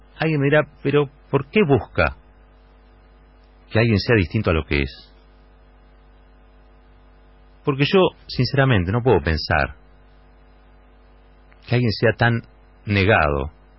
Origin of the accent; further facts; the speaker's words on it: Argentina; Como argentinos, digo.